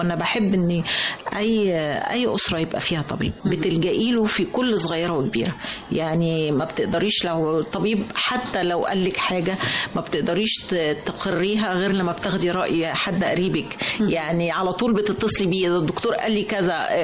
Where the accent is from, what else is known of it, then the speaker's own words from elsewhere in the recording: Upper Egypt, Egypt; حتى أنا قلت لحضرتك إن أنا صعيدية، كنا عشتنا كانت في قرية